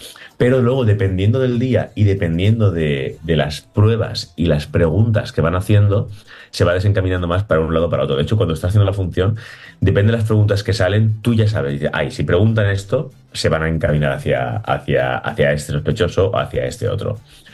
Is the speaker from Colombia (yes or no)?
no; Valencian Community, Spain; todos los actores somos valencianos y nos conocen